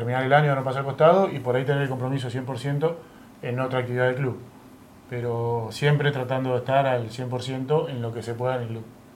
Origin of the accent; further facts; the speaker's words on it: Lobos, Buenos Aires Province, Argentina; yo vine de Lobos a los 16 por los torneos bonaerenses y de ahí ya no pude dejar más hasta hoy, hasta los 39.